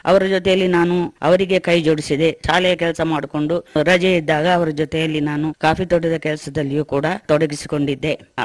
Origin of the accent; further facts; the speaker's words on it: Cherambane, Karnataka, India; ನಾನು ಹುಟ್ಟಿದ್ದು ಚೇರಂಬಣೆ, ಬೆಂಗೂರು ಗ್ರಾಮದಲ್ಲಿ. ಚೇರಂಬಣೆಯಲ್ಲಿ ಓದಿದೆ, ಪ್ರಾಥಮಿಕ ಶಾಲೆಯನ್ನು ಮುಗಿಸಿ ಆಮೇಲೆ ಹೈಸ್ಕೂಲು ನಾಪೋಕ್ಲಲ್ಲಿ 1 ವರ್ಷ ಓದಿ ಪುನಃ ಚೇರಂಬಣೆ ಜೂನಿಯರ್ ಕಾಲೇಜಿಗೆ ಬಂದೆ. ಅಲ್ಲಿ ನಾನು SSLC ಮುಗಿಸಿದೆ.